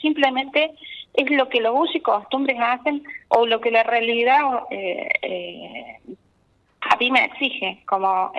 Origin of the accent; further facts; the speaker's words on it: Saldán, Córdoba, Argentina; No, yo soy de Saldán